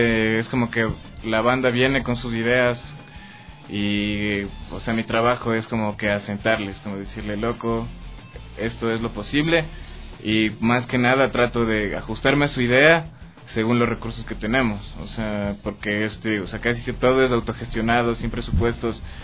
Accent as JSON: {"language": "Spanish", "country": "Ecuador", "said": "uno, como ecuatoriano, tal vez como latino, no siempre está acostumbrado a verse en la pantalla"}